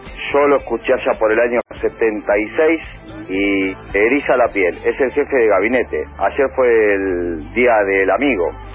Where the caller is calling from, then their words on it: Ezeiza, Buenos Aires Province, Argentina; de Seiza.